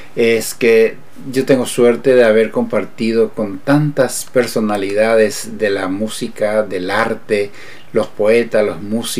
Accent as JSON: {"language": "Spanish", "country": "Paraguay", "said": "sino solamente porque somos paraguayos y queremos ser paraguayos solamente."}